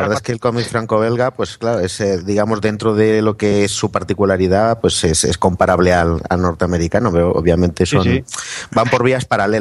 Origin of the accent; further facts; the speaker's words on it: Madrid, Community of Madrid, Spain; Yo soy de Madrid. Lo que pasa es que llevo unos años trabajando por aquí